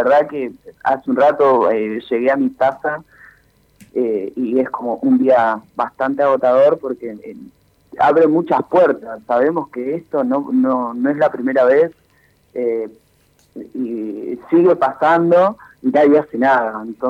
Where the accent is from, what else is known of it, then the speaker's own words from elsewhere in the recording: Olavarría, Buenos Aires Province, Argentina; now in Buenos Aires, Argentina; yo soy de Olavarría, hace 3 años que estoy en Buenos Aires